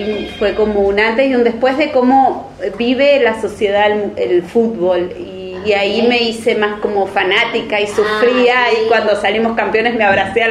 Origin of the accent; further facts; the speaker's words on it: Santiago del Estero, Argentina; moved away as an adult; also born or lived in Buenos Aires; now in Bariloche, Argentina; No soy de acá. Soy del norte de la Argentina, de Santiago del Estero, una provincia muy, muy calurosa. Y vine acá hace 10 años, pero antes viví en Buenos Aires.